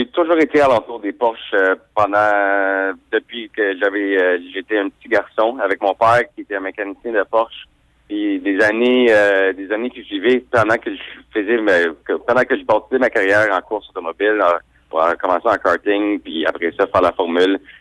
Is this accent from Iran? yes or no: no; Montreal, Quebec, Canada; now in Toronto, Canada; comme tu dis, je viens de Montréal, ça fait 8 mois que j'ai déménagé ici à Toronto.